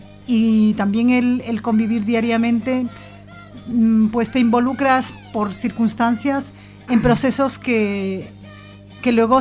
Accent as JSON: {"language": "Spanish", "country": "Ecuador", "lives_now": "Zaragoza, Spain", "said": "soy ecuatoriana, he venido. Soy madre de tres hijas"}